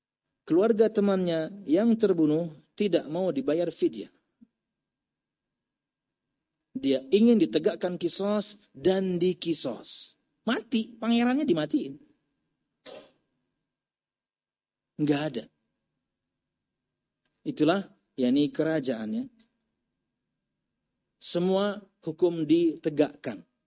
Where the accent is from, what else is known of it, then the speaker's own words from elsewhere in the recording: Pekalongan, Central Java, Indonesia; Bapak ibu saya Halabiyo, tapi saya lahir di Jawa. Harusnya saya Al Pekalonji, orang Pekalongan ya.